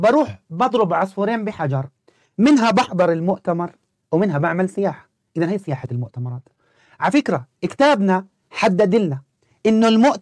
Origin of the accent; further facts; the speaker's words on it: Jordan; راح أصدمك كمان شوي إنه عندنا بالأردن 13,000 موقع أثري مسجل